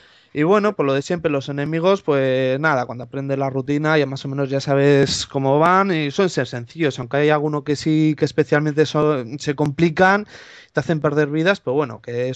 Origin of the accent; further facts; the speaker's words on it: Portugalete, Basque Country, Spain; yo soy del País Vasco, de Portugalete, que está cerca de Bilbao. Tengo 30 años, este año hago 31, vamos, del 80 más o menos.